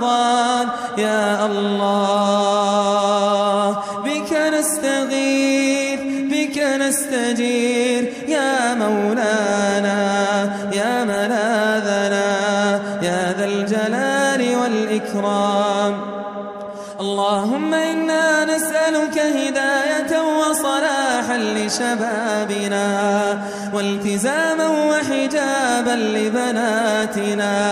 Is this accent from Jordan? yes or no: yes; Jordan; واحمي بلادنا الأردن واحمي بلادنا الأردن واحفظها